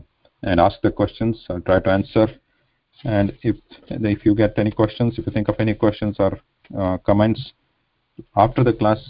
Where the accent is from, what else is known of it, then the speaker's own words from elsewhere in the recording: India; first language Kannada; English is a second language; now in United States; So I'm originally from India, currently live in the United States. So my mother tongue is Kannada, and but for all practical purposes, we speak here English and also Sanskrit to some extent.